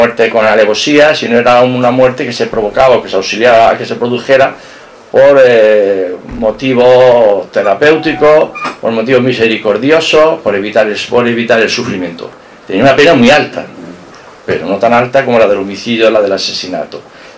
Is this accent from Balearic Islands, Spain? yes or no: no; Jaén, Andalusia, Spain; now in Málaga, Spain; Y soy jienense, pero yo me siento, y así algún amigo me lo dijo, soy un malagueño de Jaén. Ya son muchos años los que llevamos aquí, hijas que han nacido aquí, nietos que han nacido aquí, y aquí espero terminar mis días en esta maravillosa ciudad